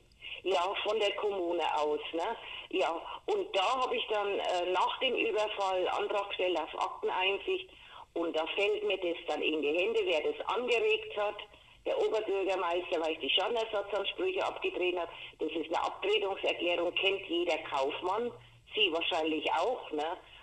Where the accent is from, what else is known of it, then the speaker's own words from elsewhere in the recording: Coburg, Bavaria, Germany; Und das ist meine Heimatstadt Coburg